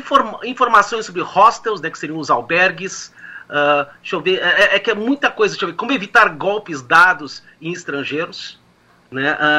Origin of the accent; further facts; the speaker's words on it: Rio Grande do Sul, Brazil; accent: Rio Grande do Sul; Ela é do Paraná, não é do Rio Grande do Sul, que nem o meu sotaque aqui, mas mais ou menos perto, digamos assim.